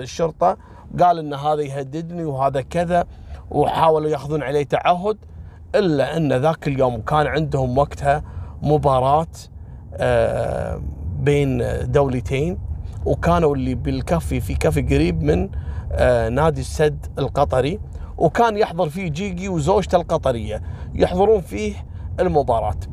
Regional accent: Kuwait; ترى قبل أسبوعين عندنا في الكويت اللي قتل أخته

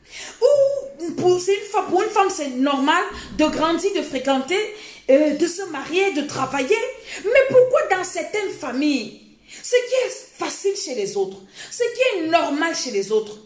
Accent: Cameroon; avant que le réveil n'arrive, chez nous en Afrique, au Cameroun, peut-être c'est 1960.

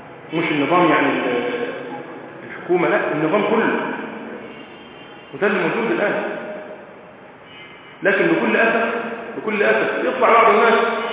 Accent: Egypt; بس ده اللي يحصل عندنا في مصر دلوقتي

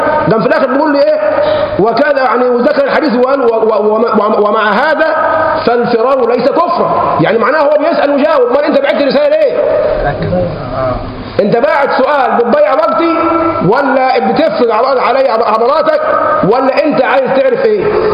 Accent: Egypt; احنا كشعب مصري شعب مغلوب بالعاطفه، مهزوم بالعاطفه.

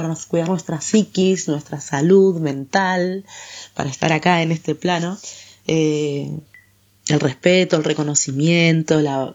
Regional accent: Argentina; Yo siempre como me preguntan, ¿vos de dónde sos? Yo soy argentina, ¿y vos?

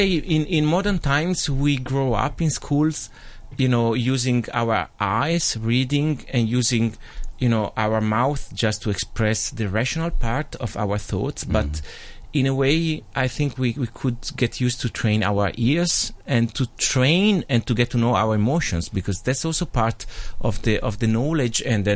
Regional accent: Cremona, Lombardy, Italy; because just you mentioned that I come from Cremona

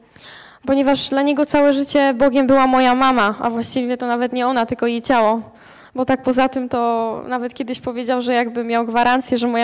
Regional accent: Strzelce Opolskie, Opole Voivodeship, Poland; Ja pochodzę też ze Strzelec Opolskich, taka mała miejscowość, gdzie są dwa zakłady karne i dwie żabki, więc ciężki klimat generalnie tam jest, dużo patologii.

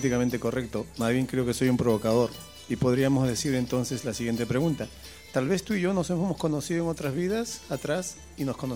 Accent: Peru; venimos de continentes. Soy de Perú, tú eres de Argentina.

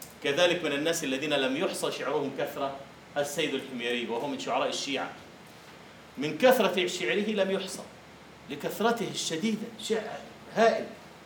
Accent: Egypt; يسمونه عندنا في مصر أهل الخطوة

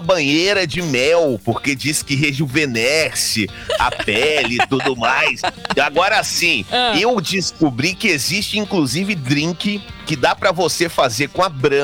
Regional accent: Goiânia, Goiás, Brazil; Falei, gente, eu sou de Goiânia.

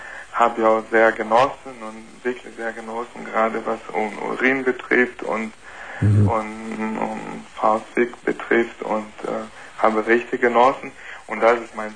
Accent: Brazil; German is a second language; now in Germany; Nee, ich bin kein Deutscher. Sondern? Brasilianer?

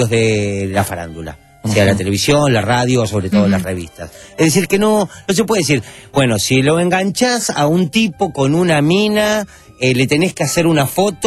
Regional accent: Uruguay; Yo soy uruguayo.

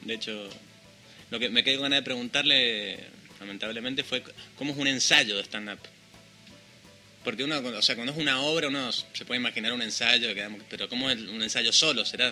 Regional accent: Cuyo, Argentina; yo que vengo de allá de Cuyo, no abrimos mucho la boca para hablar.

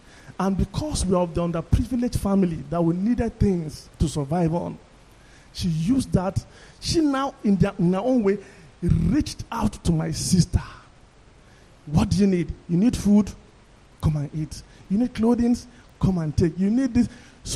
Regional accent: Kaduna, Kaduna State, Nigeria; Long time ago, when I was growing up in Kaduna with my family

